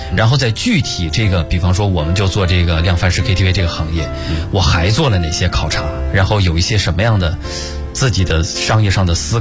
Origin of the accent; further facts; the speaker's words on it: Northeast China, China; 就是我们东北人可能嗓门比较大。